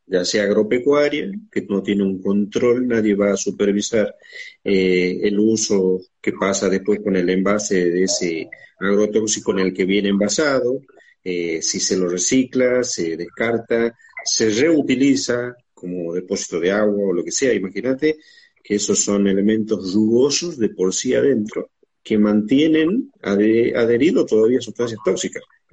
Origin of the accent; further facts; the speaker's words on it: Palpalá, Jujuy, Argentina; born there; En Palpalá, Jujuy, a 15 kilómetros de San Salvador.